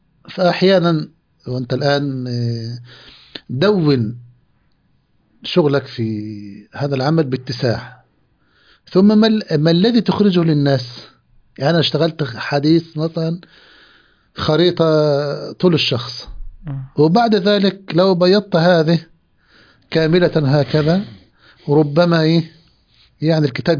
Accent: Egypt; مقاطع موجودة عندنا في مصر

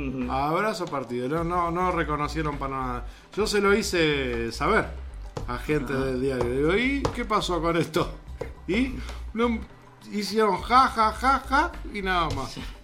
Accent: Uruguay; Que uno de los valores que nosotros siempre decimos como Uruguay, como uruguayos que tenemos, es la solidaridad.

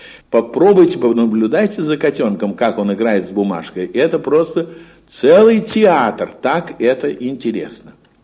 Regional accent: Moscow, Russia; Я в детстве жил в Сокольниках. Тогда это была окраина Москвы.

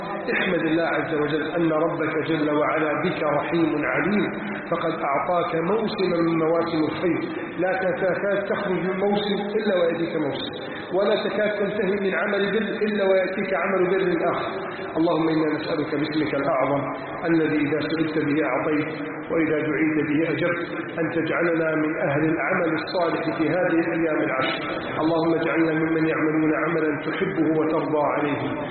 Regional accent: Egypt; اللهم احفظ بلدنا مصر من كيد الكائدين

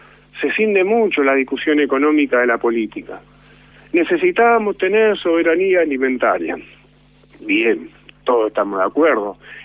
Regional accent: Moreno, Buenos Aires Province, Argentina; Yo soy de Trujillo, Luca, un barrio de Moreno, de mucha historia, epicentro de los saqueos del 89, del 2001, y yo me crié en la calle en ese barrio, a mí me criaron los vecinos.

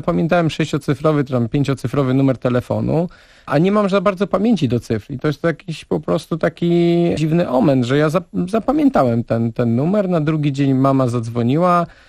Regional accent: Nowe Miasto Lubawskie, Warmian-Masurian Voivodeship, Poland; a ja urodziłem się w Nowym Mieście i tam chodziłem do szkoły podstawowej i później do technikum rolniczego

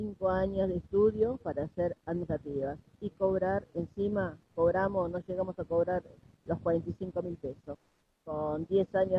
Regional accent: Rivadavia, Argentina; Mira, yo soy de Rivadavia.

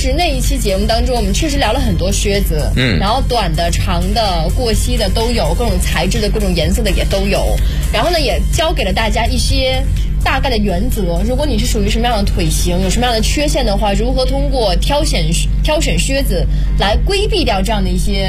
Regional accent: Jiangsu, China; 就你知道我们南方城市，我是江苏人、我是不供暖的、

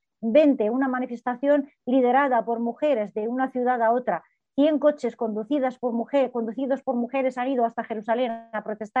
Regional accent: Gaza, Gaza Strip, Palestine; Yo soy de Gaza, de la franja de Gaza, donde gobierna Hamás. Tengo a mi familia, tengo a mi hermana, a mis primas, las tengo ahí.

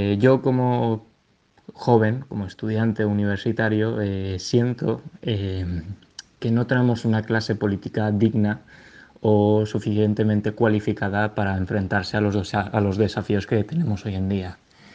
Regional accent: Spain; Yo, como español, miro con cierta preocupación lo que me va a deparar el mañana.

